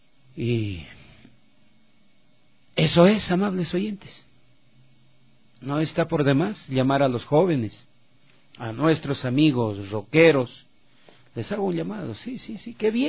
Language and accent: Spanish; Loja, Ecuador; born there; Como dicen en mi tierra Loja, escalofrío, ¿no? En Loja, en esta Loja querida, mi patria donde nací.